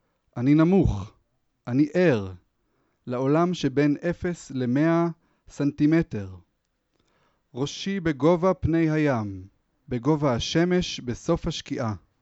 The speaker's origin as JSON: {"language": "Hebrew", "town": "Jerusalem", "region": "Jerusalem District", "country": "Israel", "tie": "born there", "said": "להיות פה, בירושלים, גם עיר הולדתי"}